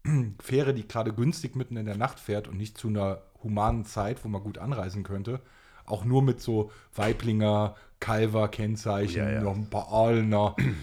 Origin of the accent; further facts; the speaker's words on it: Stuttgart, Baden-Württemberg, Germany; da wir kommen ja aus Stuttgart und fahren aus Baden-Württemberg